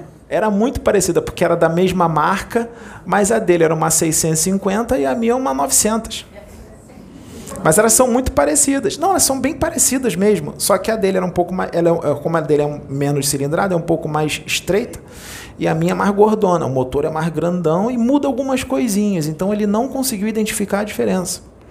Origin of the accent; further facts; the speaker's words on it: Rio de Janeiro, Brazil; Eu sou daqui do Rio.